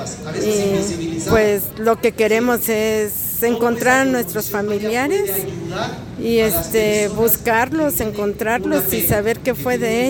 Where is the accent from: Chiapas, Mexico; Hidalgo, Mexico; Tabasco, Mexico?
Chiapas, Mexico; Comitán de Domínguez; born there; nací en Comitán de Domínguez, Chiapas